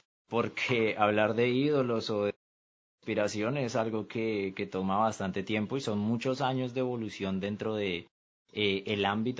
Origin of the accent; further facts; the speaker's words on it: Colombia; tengo 18 años y así como dice Milton, mucho gusto, soy de Colombia.